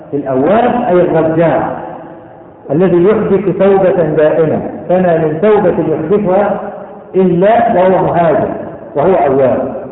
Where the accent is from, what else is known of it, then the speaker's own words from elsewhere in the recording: Cairo, Cairo Governorate, Egypt; بقى لها كم سنة عندنا في القاهرة والمدن الكبرى